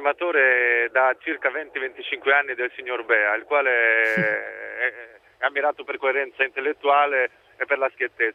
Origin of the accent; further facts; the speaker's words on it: Catanzaro, Calabria, Italy; Catanzaro.